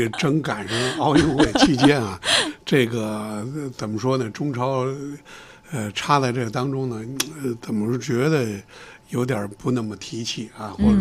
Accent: Beijing, China; 咱是老北京啊

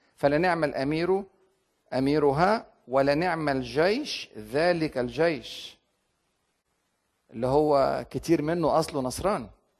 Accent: Egypt; يعني عندنا في مصر مثلا تجنيد الزامي

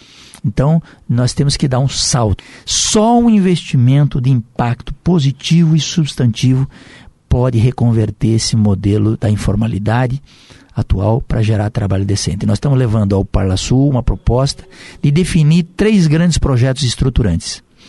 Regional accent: Rio Grande do Sul, Brazil; born there; eu saí do Rio Grande, nasci do Rio Grande e vim morar na terra das águas grandes, que é o Iguaçu e o Paraná.

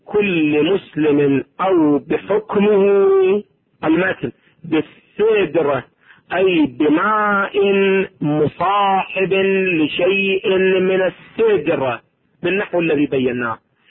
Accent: Iraq; أو ما يسمى عندنا في العراق بشجرة النبض

